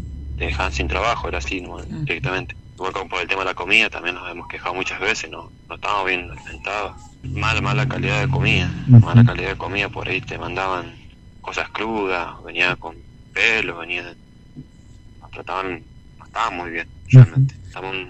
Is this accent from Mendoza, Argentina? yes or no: yes; La Dormida, Mendoza, Argentina; Bueno, nosotros somos de Mendoza, Santa Rosa, La Dormida.